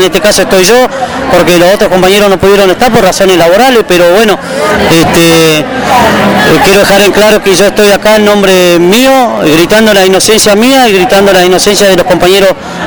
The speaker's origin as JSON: {"language": "Spanish", "town": "Las Heras", "region": "Santa Cruz", "country": "Argentina", "said": "Lo que me duele es que mi pueblo de Las Heras no me acompañe."}